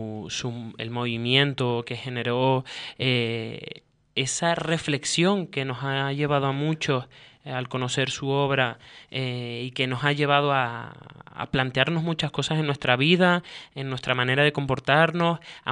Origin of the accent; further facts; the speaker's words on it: Canary Islands, Spain; hoy día como canarios y como canarias que somos, nosotros